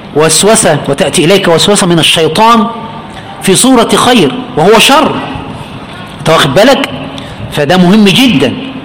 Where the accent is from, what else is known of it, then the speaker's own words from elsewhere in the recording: Egypt; عند الجميع عندنا في مصر